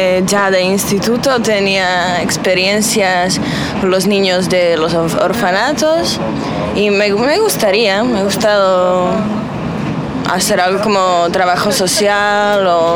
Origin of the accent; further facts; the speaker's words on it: Žilina, Žilina Region, Slovakia; Spanish is a second language; Yo soy de Eslovaquia, una ciudad que se llama Žilina.